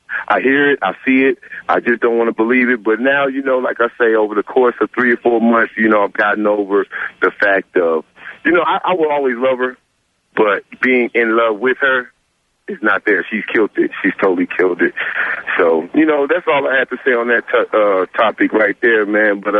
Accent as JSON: {"language": "English", "region": "East Coast", "country": "United States", "said": "I'm 27, man. I'm from the East Coast. I just came over here to work and stuff, man."}